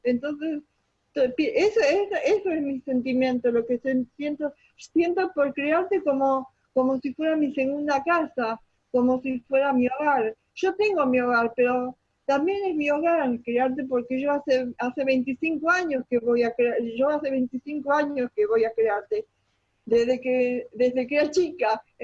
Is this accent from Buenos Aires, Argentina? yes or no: yes; Buenos Aires, Argentina; now in Bariloche, Argentina; Soy de Buenos Aires, pero hace como 20 años que nos vinimos a vivir a Bariloche con mi hermano.